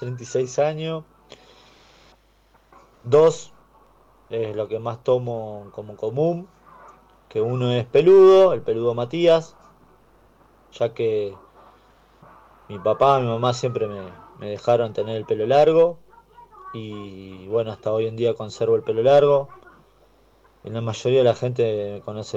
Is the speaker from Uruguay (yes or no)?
yes; Montevideo, Uruguay; born there; en el año 1987, soy escorpiano. Nací en Montevideo, Uruguay.